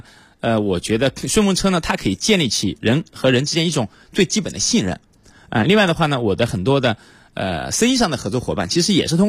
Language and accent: Chinese; Shaoyang, Hunan, China; 因为我老家是湖南邵阳人，在我们老家呢，就是那个地方啊，就是一个小镇，不通车，就没有公交车。